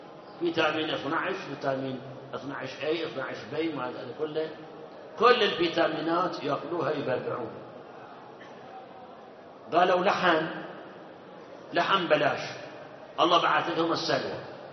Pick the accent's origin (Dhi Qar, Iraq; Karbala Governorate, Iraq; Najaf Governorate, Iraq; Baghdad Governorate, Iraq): Karbala Governorate, Iraq; Karbala; بالأول كان يصير عرق حتى عندنا في كربلاء ترى على المي